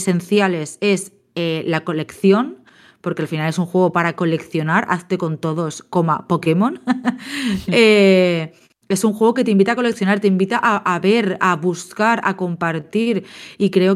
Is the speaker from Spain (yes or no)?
yes; Spain; también, claro, obviamente somos nacidos y crecidas en España